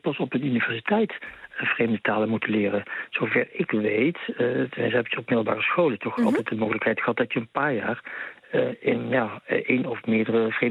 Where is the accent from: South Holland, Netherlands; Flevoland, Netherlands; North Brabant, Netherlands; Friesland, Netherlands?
North Brabant, Netherlands; Ik kom zelf van Brabant.